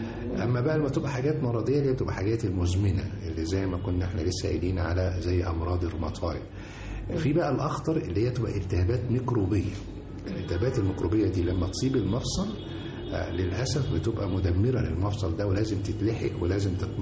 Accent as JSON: {"language": "Arabic", "country": "Egypt", "said": "برغم الشمس الساطعة اللي عندنا في مصر دي"}